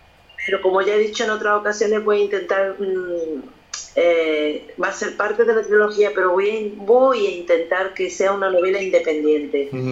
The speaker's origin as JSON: {"language": "Spanish", "town": "Lucena", "region": "Andalusia", "country": "Spain", "lives_now": "Mijas, Spain", "said": "también los tengo en mi pueblo, que soy de Lucena"}